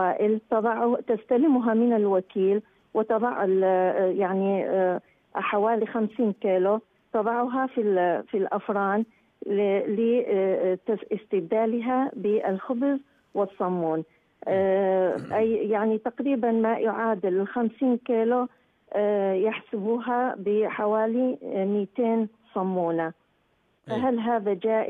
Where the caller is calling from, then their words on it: Iraq; يعني عندنا في العراق الحصة التموينية من الطحين